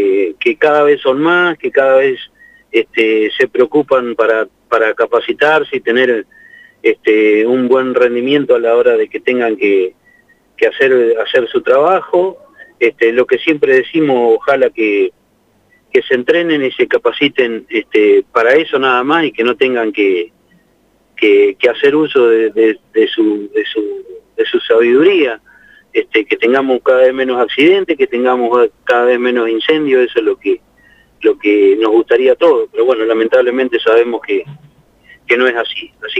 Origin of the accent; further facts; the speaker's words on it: Riglos, Buenos Aires, Argentina; justo estaba llegando acá a Santa Rosa, yo soy de Riglo, como todos saben